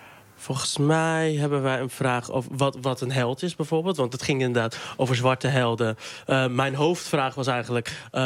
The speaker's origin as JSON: {"language": "Dutch", "town": "Dordrecht", "region": "South Holland", "country": "Netherlands", "tie": "born or raised there", "said": "In Dordrecht. Mm-hmm. Wat in principe niet per se een heel witte stad is. Maar mijn wijk was dat wel. En mijn ouders ook, want ik ben geadopteerd."}